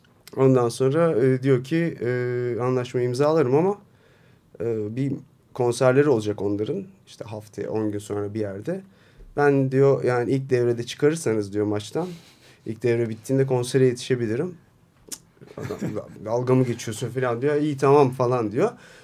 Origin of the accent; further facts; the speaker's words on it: Eskişehir, Turkey; Ben Eskişehirliyim.